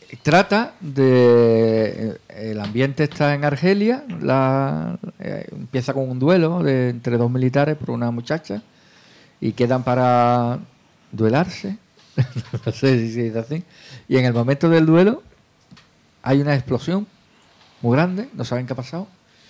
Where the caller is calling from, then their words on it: Navarre, Spain; de Navarra.